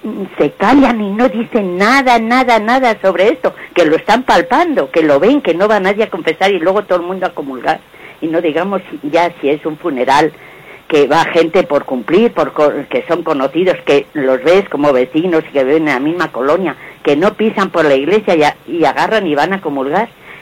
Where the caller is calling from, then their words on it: Madrid, Community of Madrid, Spain; de Madrid.